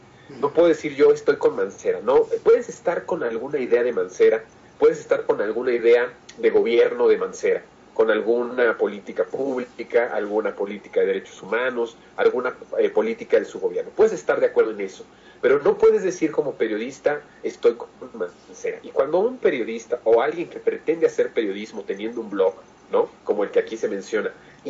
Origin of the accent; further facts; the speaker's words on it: Mexico; Eso es lo que somos los mexicanos.